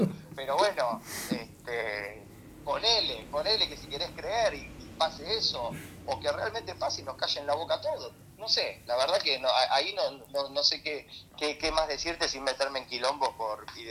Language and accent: Spanish; Argentina; somos argentinos